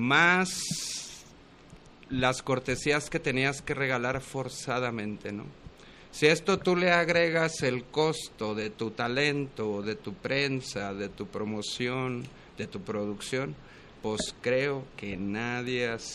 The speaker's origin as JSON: {"language": "Spanish", "town": "Guadalajara", "region": "Jalisco", "country": "Mexico", "said": "el teatro que yo hago y el impuesto que yo genero como tapatío"}